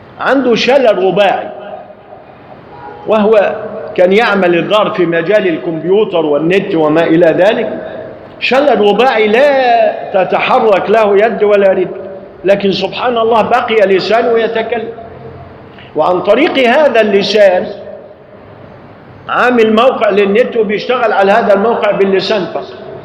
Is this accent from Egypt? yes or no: yes; Egypt; فالمشايخ عندنا في مصر عندما يقرؤون قرآنا